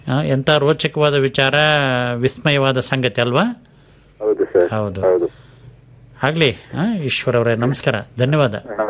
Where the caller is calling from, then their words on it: Somwarpet, Karnataka, India; ತಳತಾರೆ Shettahalli